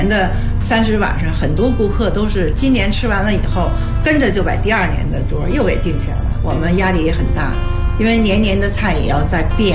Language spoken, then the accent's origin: Chinese; Beijing, China; 土生土长的北京人，今年57岁，